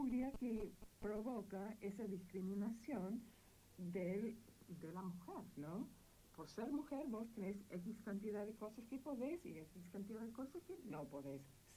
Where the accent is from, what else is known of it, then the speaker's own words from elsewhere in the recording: Texas, United States; also born or lived in Panama; Bueno, después mi papá se jubiló y se mudaron a un lugar en Texas, desde donde es mi mamá. Mi papá, del estado de Washington. Así, no soy de ninguna ciudad. Soy de Texas, digamos.